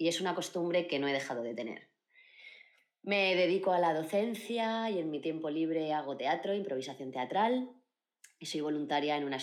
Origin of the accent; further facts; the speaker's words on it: Mar del Plata, Buenos Aires Province, Argentina; born there; Nací en Mar del Plata, en el año 85.